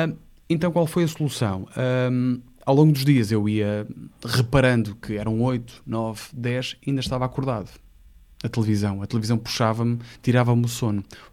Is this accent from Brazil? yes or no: no; Porto, Norte, Portugal; No Porto, quando eu vou ao Porto, atenção, eu sou do Porto